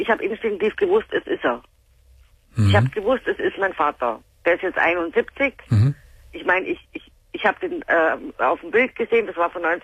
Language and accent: German; Gersthofen, Bavaria, Germany; now in Munich, Germany; Also ich wohne in München. Und er wohnt in Gersthofen, da wo ich aufgewachsen bin.